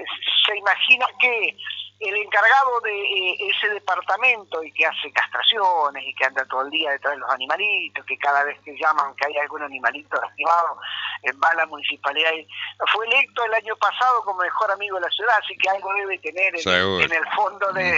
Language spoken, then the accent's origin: Spanish; Chajarí, Entre Ríos, Argentina; now in Federación, Argentina; Yo vivo en Federación, desde lo familiar vivo en Federación y desde lo laboral y desde mi vida, de toda mi vida, soy de Chajarí